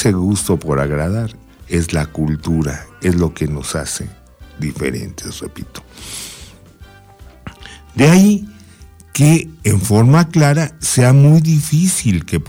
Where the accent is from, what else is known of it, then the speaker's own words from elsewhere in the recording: Mexico; corresponde obviamente a la federación salvaguardar que sigamos siendo mexicanos.